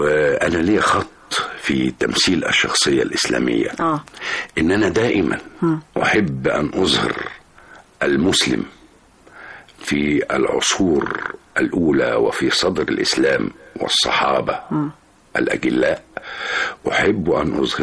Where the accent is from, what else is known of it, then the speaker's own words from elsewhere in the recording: Cairo, Cairo Governorate, Egypt; also born or lived in Kafr Shalshalmun; إن أنا جيت من القرية شاب كبير ودخلت معهد التمثيل، إنما الحقيقة إن أنا اتربيت في مصر، لأني والدي الله يرحمه كان عمدة في قريتنا.